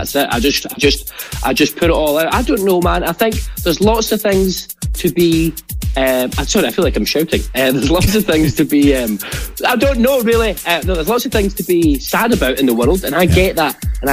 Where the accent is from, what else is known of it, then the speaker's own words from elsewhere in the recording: Scotland, United Kingdom; I am the Scottish